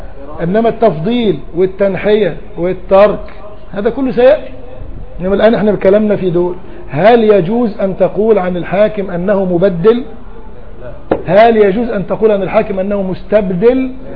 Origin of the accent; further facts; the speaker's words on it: Egypt; يعني لما اقول لك انا مصري تقول لي طيب عينيك مصريين؟